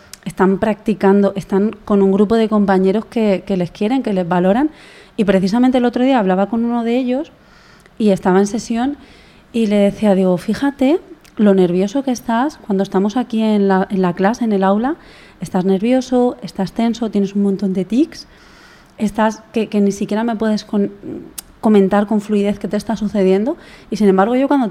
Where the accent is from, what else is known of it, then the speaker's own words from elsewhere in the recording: Alicante, Valencian Community, Spain; yo es que soy alicantina.